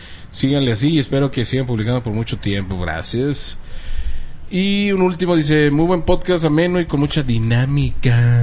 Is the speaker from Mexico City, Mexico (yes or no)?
yes; Tlalpan, Mexico City, Mexico; Les mando un gran saludo desde mi terruño, San Andrés, Totoltepec, Tlalpan, Distrito Federal, México.